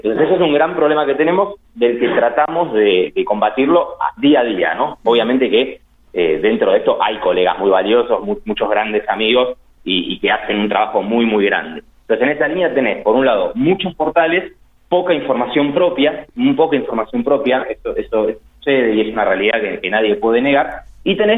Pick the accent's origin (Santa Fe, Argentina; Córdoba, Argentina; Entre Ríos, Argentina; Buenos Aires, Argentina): Buenos Aires, Argentina; born there; moved away; Yo soy porteño, yo digo que soy fueguino, pero soy porteño de nacimiento, pero soy fueguino en realidad, hace 4 años.